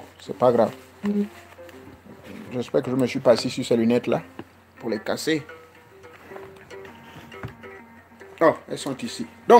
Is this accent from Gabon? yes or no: yes; Gabon; Ce sont des escargots indondo, comme on dit chez nous au Gabon, non?